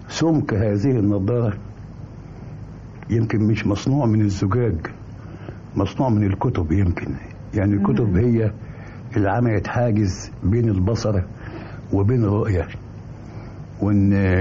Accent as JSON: {"language": "Arabic", "town": "Mansoura", "region": "Dakahlia", "country": "Egypt", "said": "أنا من المنصورة"}